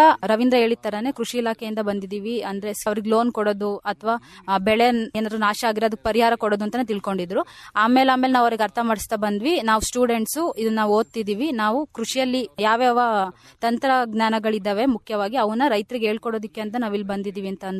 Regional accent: Arsikere, Karnataka, India; ನಾನು ಮೂಲತಃ ಅರಸೀಕೆರೆ ತಾಲೂಕವಳಾಗಿರ್ತೀನಿ.

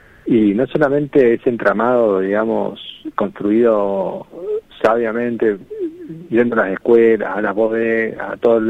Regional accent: San Rafael, Mendoza, Argentina; yo soy mendocino, soy nacido en San Rafael, Mendoza, que queda al sur de Mendoza, pero tengo 41 años. A los 18 me fui y volví recién en... me fui como en el 2000 y volví en el 2015.

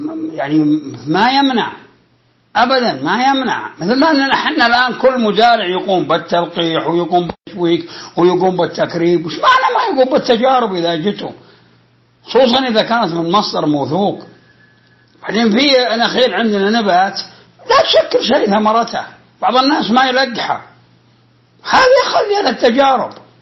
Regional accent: Al-Qassim, Saudi Arabia; وجاء في ندوة بوزارة الزراعة في عنيزة عندنا في القصيم

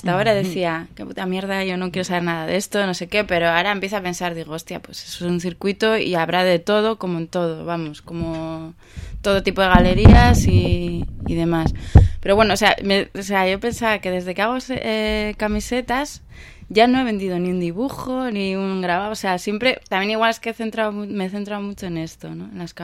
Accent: Bilbao, Basque Country, Spain; nosotros como nos movemos somos de Bilbao, hemos estudiado en Bilbao, conocemos a una comunidad de artistas ya en Bilbao.

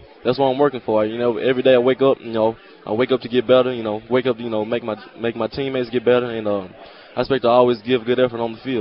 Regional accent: Olive Branch, Mississippi, United States; Yeah, that's my hometown, man. I love it. And Just playing football there, you know, we always win, you know.

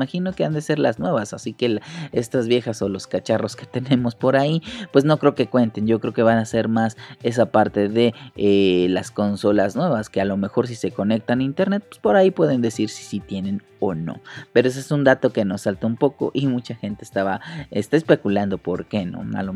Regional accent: Mexico; Para acá los que estamos, somos de México

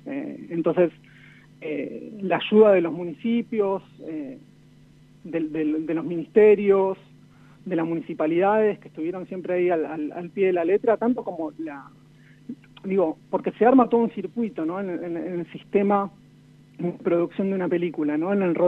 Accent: Santa Rosa, La Pampa, Argentina; born there; Yo nací en Santa Rosa, La Pampa.

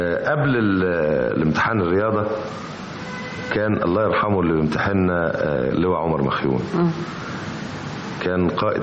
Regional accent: Alexandria, Alexandria Governorate, Egypt; انا اسكندراني، انا كنت عايش في اسكندريه بس انا منتسب لاسكندريه

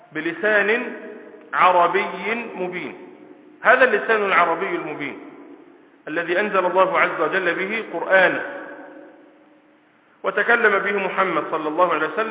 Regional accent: Egypt; وإلا لو سألتني وأنا من مصر عن هذا الحيوان الذي له صفة كذا لقلت هذا اسمه أسد

